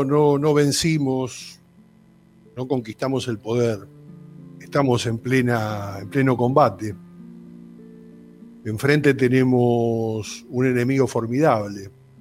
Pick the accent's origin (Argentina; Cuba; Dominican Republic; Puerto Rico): Argentina; No, somos argentinos. Y somos argentinos con esta característica.